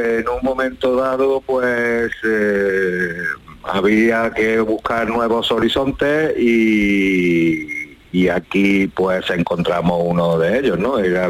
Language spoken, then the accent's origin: Spanish; Rute, Andalusia, Spain; also born or lived in Huelva; Yo soy de Rute, que quede claro, de la provincia de Córdoba.